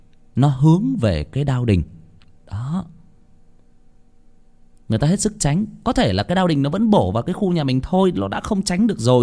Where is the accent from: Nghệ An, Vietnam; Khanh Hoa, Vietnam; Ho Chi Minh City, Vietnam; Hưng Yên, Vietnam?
Hưng Yên, Vietnam; tôi có đến một cái vùng ở quê tôi Hưng Yên, tôi có đi chơi theo mấy anh con nhà bác dẫn đi chơi sang cái làng đó